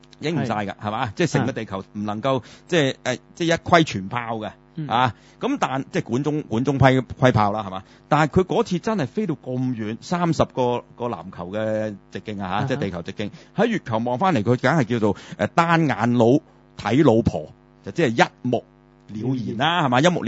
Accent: China; 當然我哋中國人而家就個個都知啦

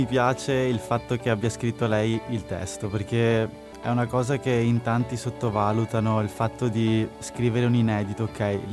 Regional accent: Padua, Veneto, Italy; Sì, io sono di Padova.

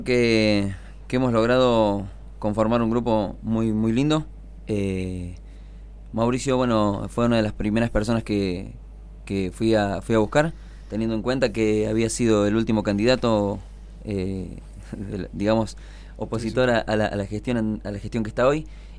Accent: Los Cocos, Córdoba, Argentina; yo soy nativo de Los Cocos, mis viejos, mi abuelo, todo, bueno, tenemos ahí una raíz, digamos, en el pueblo

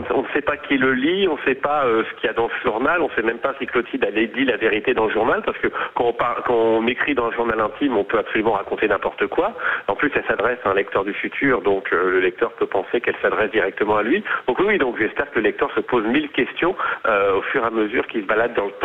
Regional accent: Normandy, France; En plus, je suis normand, donc nous, on voit beaucoup de Belges débarquer chez nous.

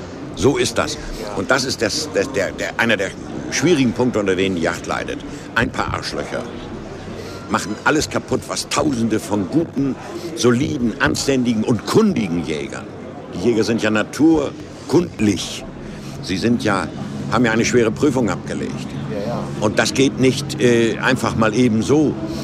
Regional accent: Germany; Aber wir sind Deutsche und die Germanen haben eine eigenartige Mentalität.

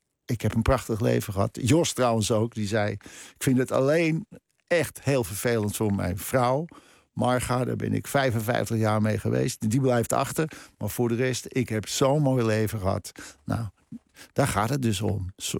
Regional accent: Krommenie, North Holland, Netherlands; Ik bedoel, ik heb daar van mijn 10e tot mijn 20e gewoond in Cromony.

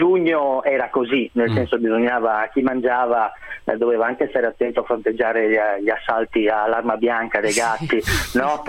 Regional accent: Veneto, Italy; Sono veneto.

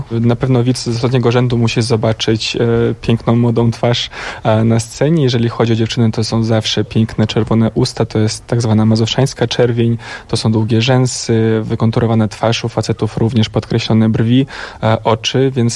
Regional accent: Moldova; now in Poland; Tak, ja pochodzę z Mołdawii. W Polsce mieszkam od 11 lat.

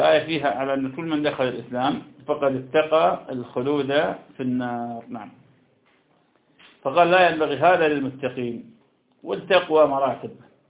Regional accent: Iraq; تكار عندنا في العراق

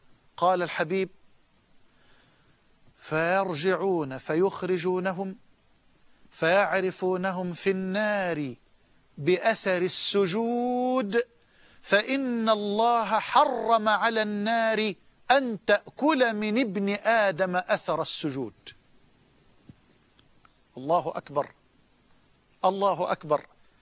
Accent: Egypt; وأسأل الله جل وعلا أن يجعل بلدنا مصر أمنا أمانا

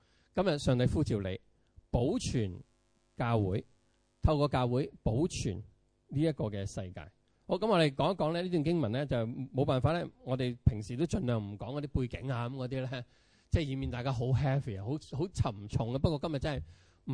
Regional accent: Hong Kong; 你第一個否認嘅，我唔係中國人嚟噶，係咪？咁你話我係香港人，係嘛？

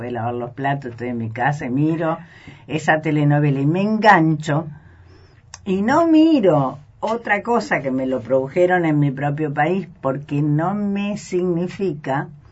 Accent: Santa Fe, Argentina; Soy santafesina.

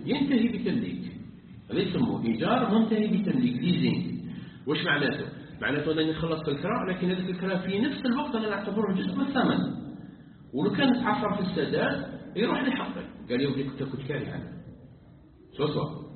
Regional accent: Algeria; بينما احنا عندنا في الجزائر مجلس اللي يفتي للبنوك الاسلاميه

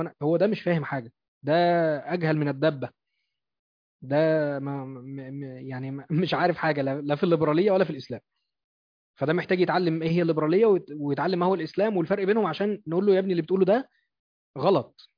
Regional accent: Egypt; لان احنا في مصر بنتحكم للقانون الفرنسي

